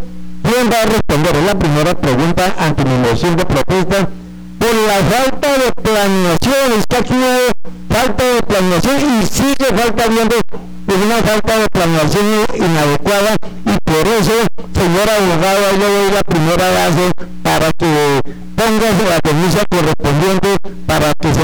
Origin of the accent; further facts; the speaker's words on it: Espinal, Tolima, Colombia; la verdad no somos de Flandes, venimos de una comisión del Espinal. Yo soy vocero de un sector del Espinal